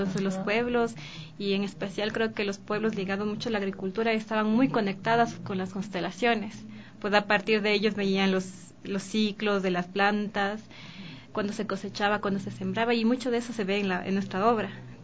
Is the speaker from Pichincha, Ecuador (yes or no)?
yes; Quito, Pichincha, Ecuador; born there; yo soy nací en Quito